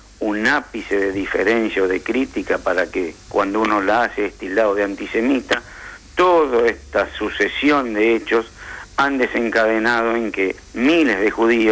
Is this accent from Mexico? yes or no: no; Argentina; yo soy argentino y judío.